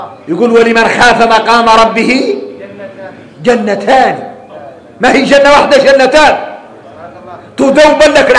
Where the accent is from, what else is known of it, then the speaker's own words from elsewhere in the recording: Mauritania; وإحنا موريتاني